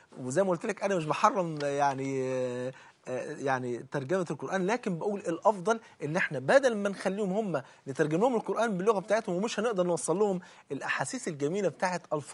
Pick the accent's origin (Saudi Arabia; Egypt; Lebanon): Egypt; ممكن انا كرجل مصري ممكن اروح اتعلم القران على ايديه